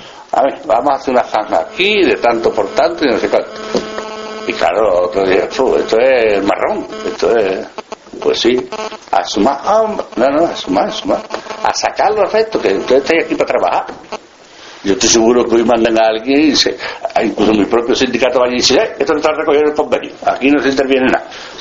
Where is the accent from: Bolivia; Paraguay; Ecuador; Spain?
Spain; Extremadura; en mi pueblo, yo soy de Badajoz, de un pueblecito de Badajoz